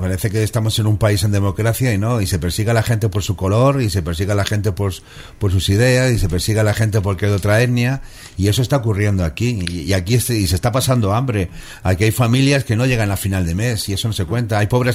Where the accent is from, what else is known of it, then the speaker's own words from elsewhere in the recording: Spain; porque parezco sudamericano, me han pedido el carnet varias veces. Sí. Y yo tenía que decir, no, soy español